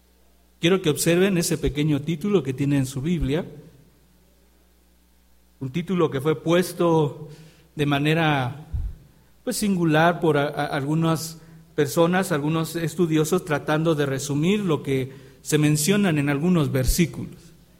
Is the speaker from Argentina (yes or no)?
no; Mexico; estamos iniciando un mes que como mexicanos debe ser muy particular.